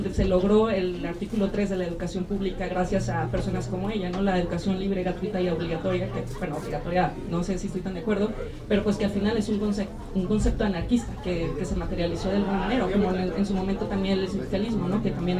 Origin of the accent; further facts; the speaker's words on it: Guadalajara, Jalisco, Mexico; no soy originaria de aquí, yo soy originaria de Guadalajara